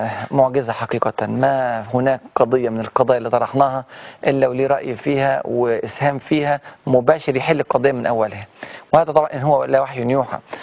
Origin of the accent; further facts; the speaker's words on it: Egypt; زي ما بيسموه عندنا في مصر يعني